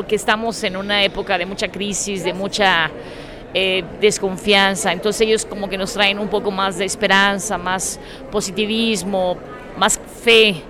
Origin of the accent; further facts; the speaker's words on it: Cuernavaca, Morelos, Mexico; Venimos de Cuernavaca.